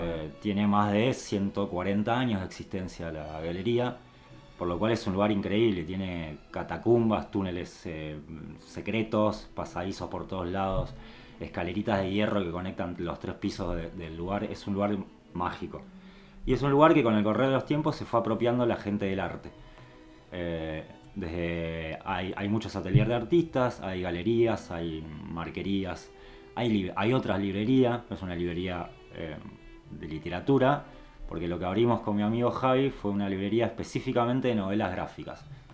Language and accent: Spanish; San Isidro, Buenos Aires Province, Argentina; moved away as an adult; also born or lived in Rosario; now in La Cumbre, Argentina; Soy oriundo de Buenos Aires, del partido de San Isidro, donde crecí toda mi infancia, pero en el año 2009 me fui a vivir a Rosario. Y donde viví hasta venirme acá a la cumbre, o sea que sí, 12 años y un poquito más.